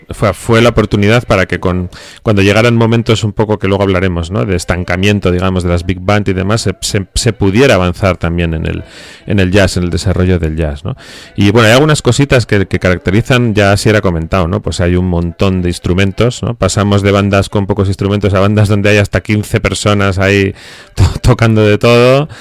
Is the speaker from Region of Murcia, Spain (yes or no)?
no; Bilbao, Basque Country, Spain; Nosotros no bailamos, somos de Bilbao, pero...